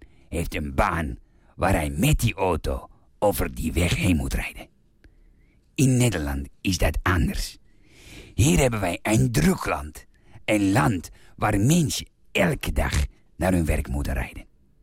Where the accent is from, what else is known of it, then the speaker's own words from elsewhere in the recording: Czechia; Dutch is a second language; now in Netherlands; In mijn vaderland Tsjechië zijn niet erg veel goede wegen.